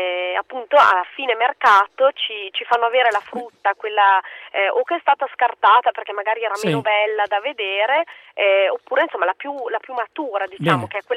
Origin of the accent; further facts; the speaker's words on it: Lombardy, Italy; Noi siamo del Basso Mantovano, quindi il mercato contadino di Mantova ormai ci conoscono tutti